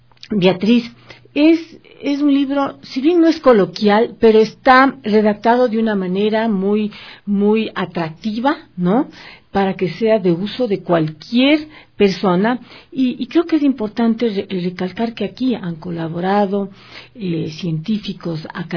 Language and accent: Spanish; Ecuador; eso como ecuatorianos tenemos que conocerlo